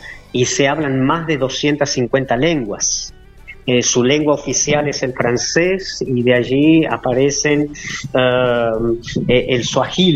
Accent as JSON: {"language": "Spanish", "country": "Chile", "tie": "born there", "said": "Nací en Chile, ya de pequeño."}